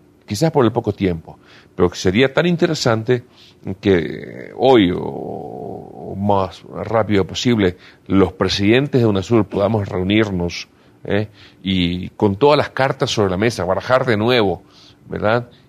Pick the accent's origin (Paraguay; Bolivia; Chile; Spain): Paraguay; Y nosotros como paraguayos, en primer lugar, lo sentimos muchísimo.